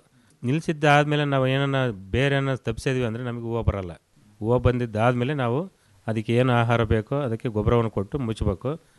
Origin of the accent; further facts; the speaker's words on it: Byadarahalli, Karnataka, India; ನಾವು ನಮ್ಮೂರಿಂದನೇ 12 ಕಿಲೋಮೀಟರ್ ಆಯ್ತು ಹಿರಿಯೂರು.